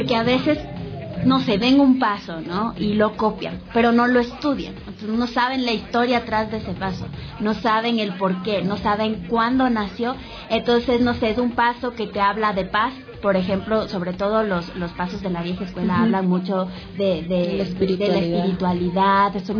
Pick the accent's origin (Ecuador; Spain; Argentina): Ecuador; nosotros nos vamos a indignar como ecuatorianos